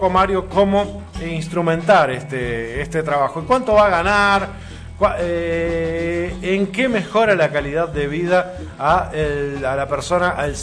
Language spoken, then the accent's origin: Spanish; Uruguay; Nos interesa y nos duele, exactamente, nos duele como uruguayos.